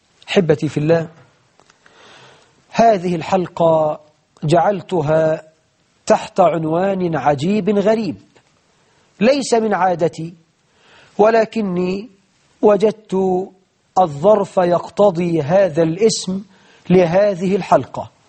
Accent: Egypt; يجعل بلدنا مصر أمنا أمانا

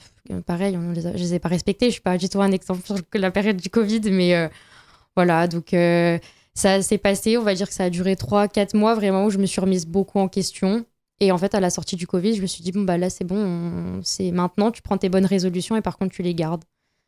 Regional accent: Nancy, Grand Est, France; j'ai 24 ans, je suis de Nancy

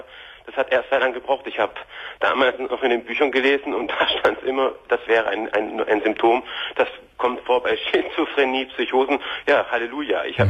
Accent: Germany; now in Switzerland; Heute, wie gesagt, lebe ich mit meiner Frau. Wir sind aus Deutschland ausgewandert in die Schweiz.

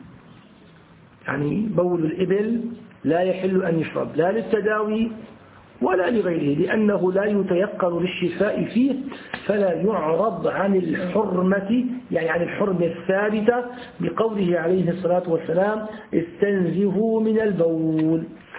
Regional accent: Syria; عندنا في الشام يسمى أبو بريس،

